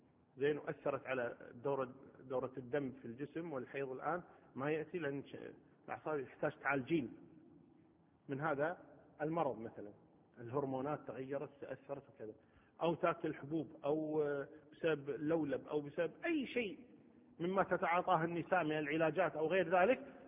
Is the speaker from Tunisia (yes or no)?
no; Kuwait; قضية الأسرى عندنا في الكويت ما كنا نعرف هذا الموضوع